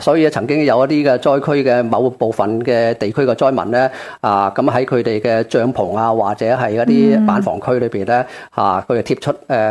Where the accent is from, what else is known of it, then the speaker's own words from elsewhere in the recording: Hong Kong; 我哋系香港嚟嘅吓